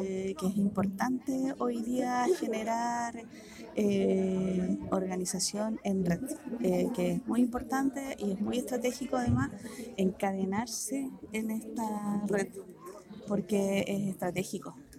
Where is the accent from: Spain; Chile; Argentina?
Chile; Pirque, Santiago Metropolitan Region; y yo que soy de aquí de Pirque.